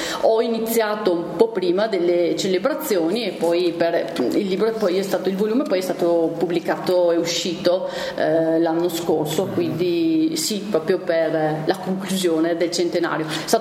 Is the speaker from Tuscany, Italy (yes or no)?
no; Vicenza, Veneto, Italy; essendo vicentino, e quindi erano territori che conoscevo